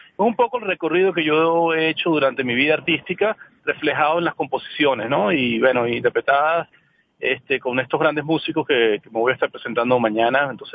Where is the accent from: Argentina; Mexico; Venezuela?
Venezuela; el proceso de formación empezó aquí en mi país. Aquí en Venezuela